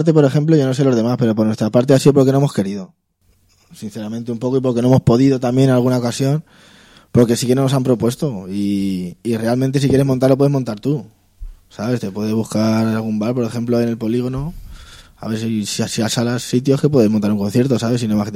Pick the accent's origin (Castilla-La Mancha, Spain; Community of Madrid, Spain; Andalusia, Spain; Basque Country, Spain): Castilla-La Mancha, Spain; Toledo; Somos así los toledanos.